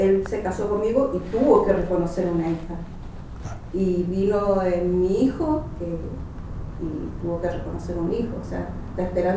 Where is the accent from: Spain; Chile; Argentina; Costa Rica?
Chile; yo soy chilena, soy del sur donde termina el mapa.